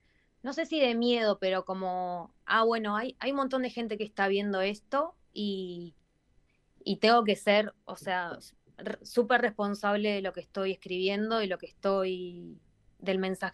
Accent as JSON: {"language": "Spanish", "country": "Argentina", "said": "cuando digo de dónde soy, que soy de Argentina"}